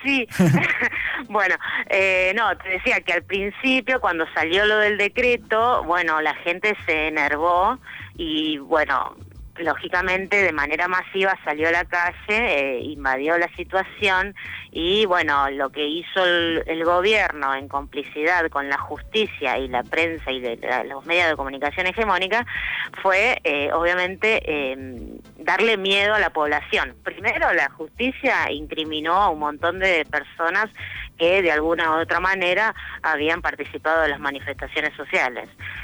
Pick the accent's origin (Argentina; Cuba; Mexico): Argentina; Buenos Aires; moved away as an adult; yo soy de Buenos Aires y vine acá, digamos, para cambiar mi vida